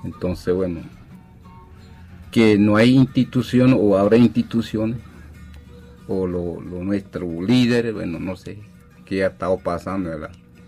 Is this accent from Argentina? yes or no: no; Panama; vengo de Carrera Pedrol, vengo de Conte Burica y como de Alto Conte, de todo el territorio que llamo Conte Burica.